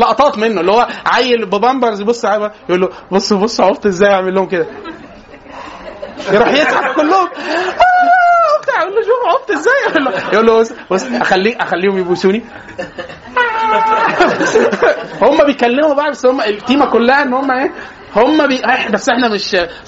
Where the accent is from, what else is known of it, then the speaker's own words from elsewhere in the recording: Egypt; احنا عندنا في مصر لازم نفترق